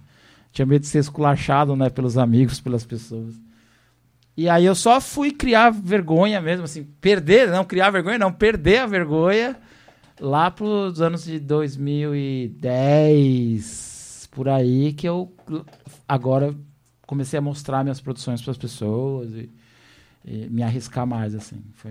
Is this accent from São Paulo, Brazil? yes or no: yes; São Paulo, Brazil; Eu sou de São Paulo, né?